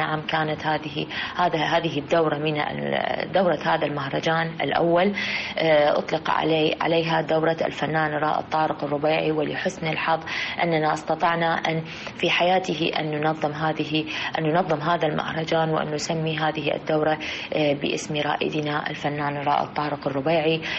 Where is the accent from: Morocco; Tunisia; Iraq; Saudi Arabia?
Iraq; يرتقي بهذا الفن في بلدنا العراق